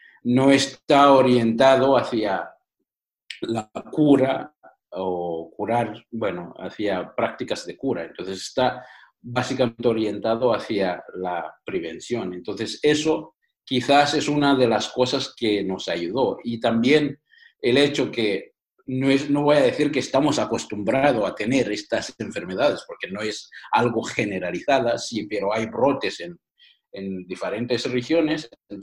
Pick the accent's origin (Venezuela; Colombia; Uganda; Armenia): Uganda; Uganda, mi país natal